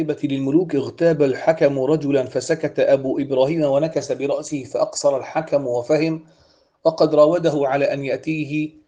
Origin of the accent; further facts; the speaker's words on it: Syria; عندنا في سوريا مثلا خناصرة